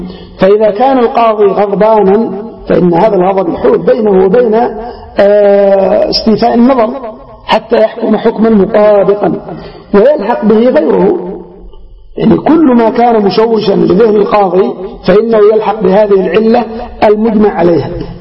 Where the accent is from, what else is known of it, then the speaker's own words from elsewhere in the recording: Yemen; وعندنا في اليمن على سبيل المثال الزواج المبكر